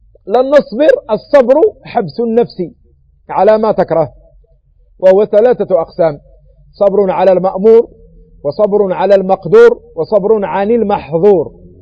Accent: Morocco; ما يسمى عندنا بالمغرب بالبقولة

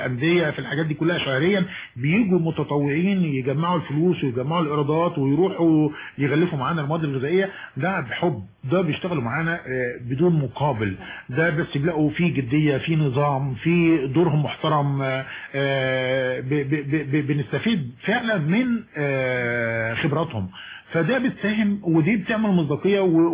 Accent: Egypt; احنا كعادتنا كمصريين او شرقيين بنعمل اكتر من المطلوب في العزومات

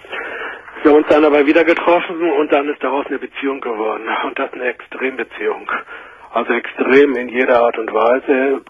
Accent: Hamburg, Germany; ich komme aus Hamburg

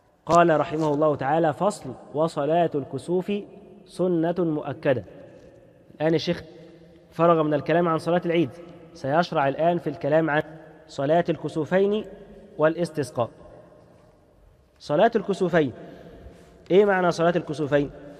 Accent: Egypt; خصوصا احنا عندنا كمصريين بنحب التهنئة في أي مناسبة

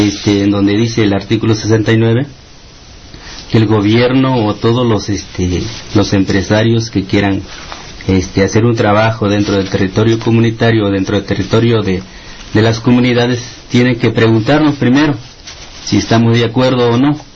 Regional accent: Chilapa, Guerrero, Mexico; nosotros con el compañero Margarito venimos del municipio de Chilapa.

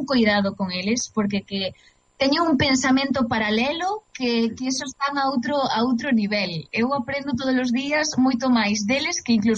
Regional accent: Galicia, Spain; para min é un placer sempre traballar no meu idioma, na miña terra, con xente de aquí.

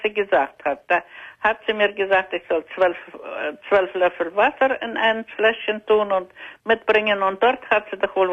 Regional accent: Russia; German is a second language; Ich Ich komme aus Russland, ja?

